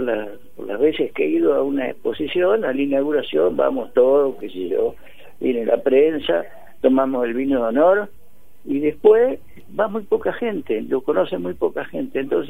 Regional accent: Las Flores, Buenos Aires Province, Argentina; now in Tandil, Argentina; Soy de Las Flores.

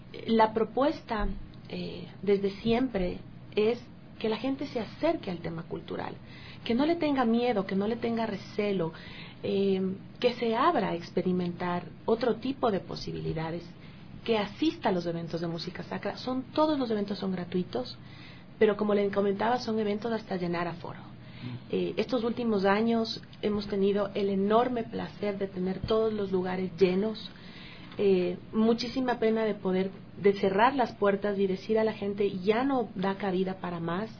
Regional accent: Ecuador; Bueno, como ecuatorianos es un placer y un orgullo el poder decir el cartel que también nos va a acompañar.

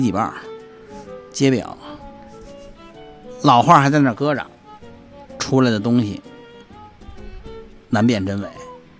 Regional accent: Beijing, China; 我实际上我也是在中轴线长大的，我在中轴线取得了我人生一很重要的一个学历，就是小学毕业嘛，对吧？很重要的一个学历。我当然我们家是在南城，

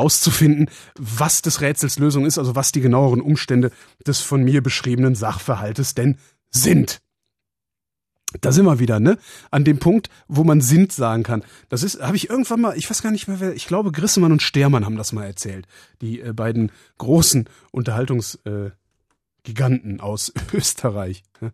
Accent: Cologne, North Rhine-Westphalia, Germany; ich komme aus Köln, da gibt es den Ausdruck Pissverzell.

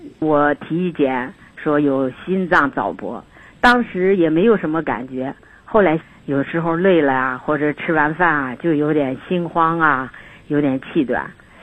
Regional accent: Nantong, Jiangsu, China; 我来自江苏南通市。

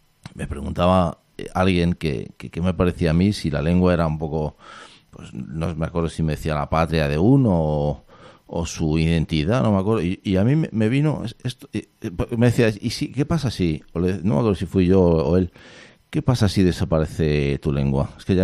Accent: Madrid, Community of Madrid, Spain; Yo soy de Madrid, ¿no?

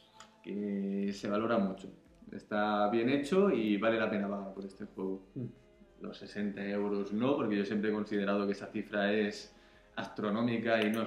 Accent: Catalonia, Spain; soy así de tacán, soy catalán

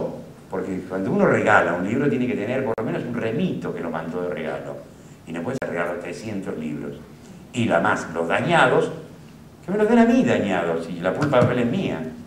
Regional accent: Quilmes, Buenos Aires Province, Argentina; Compraba 1 o 2 de esos libros por mes a un vendedor a domicilio que había en mi pueblito Quilmes.

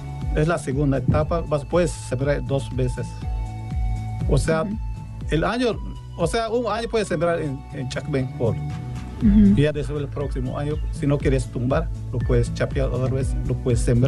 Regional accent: Timucuy, Yucatán, Mexico; Yo vengo del municipio de Timucuy.

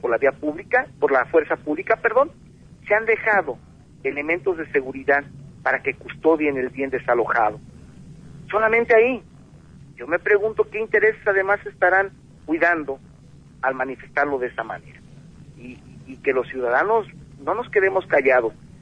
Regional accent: Mexico; que las playas regresen a su posesionario original, que somos los mexicanos

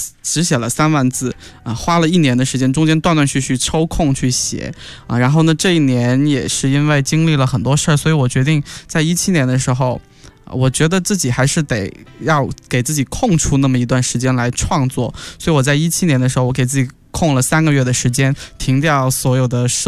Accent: Guangxi, China; also born or lived in Xiamen / Shanghai; 发生在我的故乡广西中越边境，然后闲闲海的味其实写的是我大学待了4年的地方厦门或者是海边，然后这本斯德哥尔摩情人其实写的是我生活过的城市上海

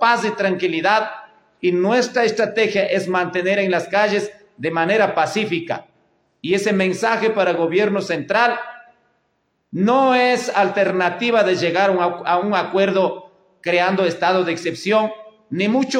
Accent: Ecuador; Somos ecuatorianos, somos compatriotas

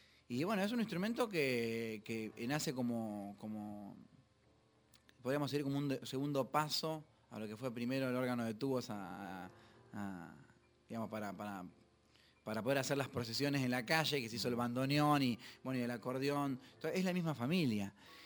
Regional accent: Rosario, Santa Fe, Argentina; Yo empecé estudiando batería y percusión sinfónico en Rosario, en mi ciudad natal y mi querida ciudad

